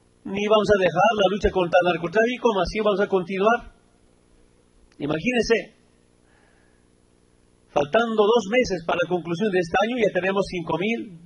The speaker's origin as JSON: {"language": "Spanish", "country": "Bolivia", "said": "Somos orgullosos como bolivianos y tenemos la obligación de defender la dignidad y la soberanía del pueblo boliviano."}